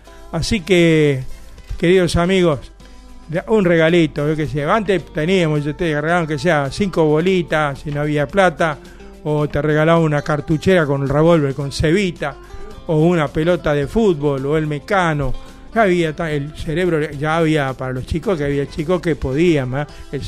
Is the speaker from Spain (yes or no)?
no; Buenos Aires Province, Argentina; como buen bonaerense, también me gusta la música de nuestra provincia de Buenos Aires